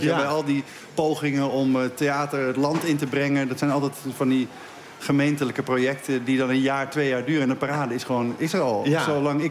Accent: Beverwijk, North Holland, Netherlands; Ik had het schooltoneel gedaan, maar dat stelde bij ons in Beverwijk niet heel veel voor.

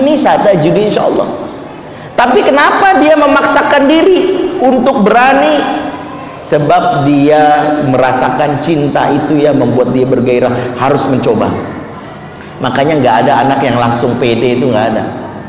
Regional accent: Padang, West Sumatra, Indonesia; Tapi jangan seuzon di orang Padang ya, saya orang Padang soalnya.

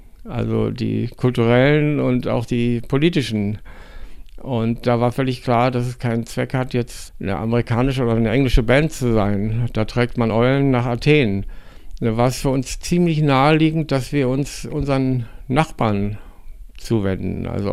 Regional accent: Berlin, Germany; Ich komme aus Berlin-Tegel.

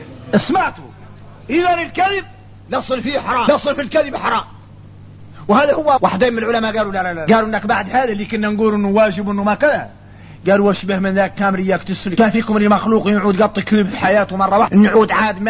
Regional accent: Mauritania; احنا راك موريتاني عندنا فهم عن مولانا خاص

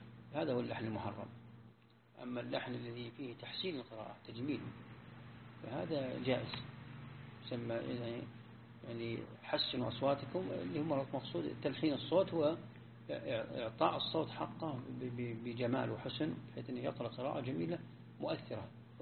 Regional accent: Najd, Saudi Arabia; يعني عندنا في نجد هنا قبل 40-50 سنة ما يجودون أبدا

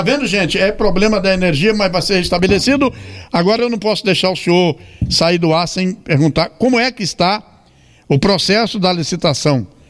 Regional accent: Maceió, Alagoas, Brazil; moved away; Eu estive recentemente em Maceió, que é inclusive a minha terra, eu sou alagoano, embora estou aqui há 46 anos, sou muito mais sergipano do que alagoano.

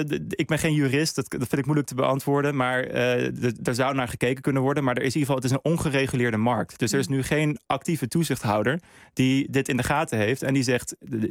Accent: Netherlands; ik als Nederlander, ik ben ook niet in Zimbabwe geweest

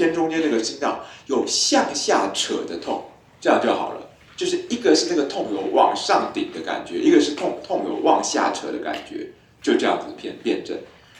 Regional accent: Taiwan; 我们台湾人觉得很烈的是高粱酒

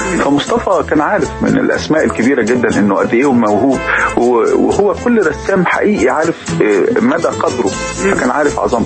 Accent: Alexandria, Alexandria Governorate, Egypt; احنا عندنا في اسكندريه لما مثلا احنا كنا نروح البحر

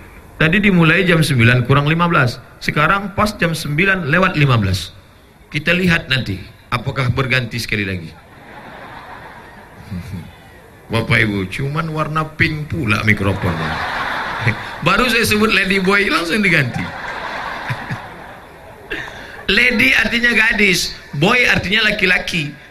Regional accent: Wajo, South Sulawesi, Indonesia; born there; Alhamdulillah kita lahir di Wajo, negerinya para ulama.

